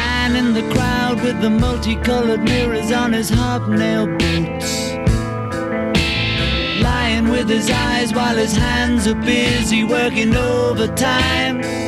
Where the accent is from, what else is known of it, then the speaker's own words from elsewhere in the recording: Minas Gerais, Brazil; Não, eu sou mineiro, eu falo seis.